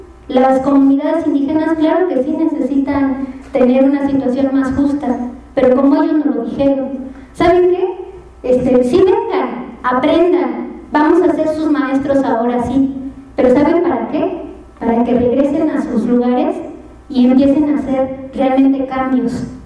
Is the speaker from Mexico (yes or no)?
yes; Mexico; que no lo podamos parar como mexicanos